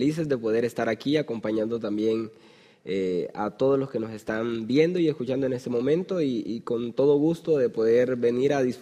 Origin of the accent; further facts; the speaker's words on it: Colombia; Estudié licenciatura en teología en la Universidad Adventista de Colombia. Soy colombiano. Creo que ya por el acento